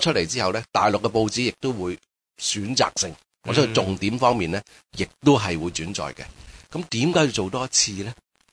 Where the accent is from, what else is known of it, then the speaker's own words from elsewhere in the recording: Guangdong, China; 即系我哋广东人成日讲嘛，俾人知唔好俾人见啊嘛